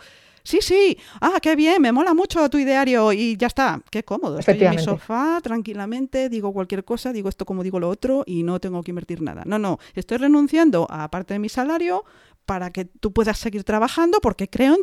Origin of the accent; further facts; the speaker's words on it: Galicia, Spain; ¿Qué gallego es eso? Eso es muy de mi tierra.